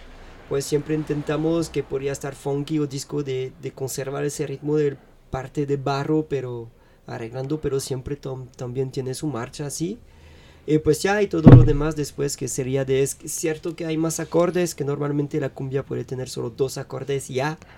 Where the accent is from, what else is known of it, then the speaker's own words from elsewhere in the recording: France; Spanish is a second language; es solo que soy francés, yo, pues nadie es perfecto